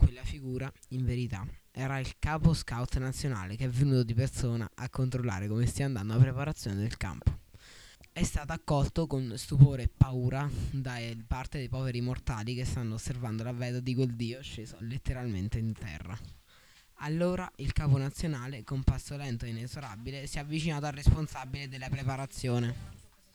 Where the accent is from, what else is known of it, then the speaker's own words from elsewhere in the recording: L'Aquila, Abruzzo, Italy; all'Aquila, in Abruzzo, da dove vengo io, c'è una cultura molto diversa dallo stile del Mediterraneo